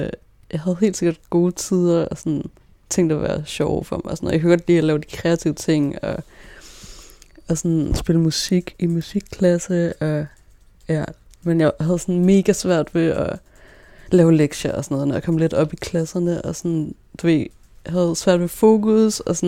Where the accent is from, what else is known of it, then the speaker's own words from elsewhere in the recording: Roskilde, Zealand, Denmark; I Roskilde. Jeg blev født i Roskilde. Og det der, jeg sådan bor og vokser op